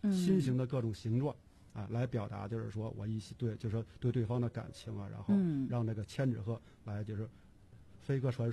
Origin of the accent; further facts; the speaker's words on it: Daxing, Beijing, China; 括号北京大兴，不是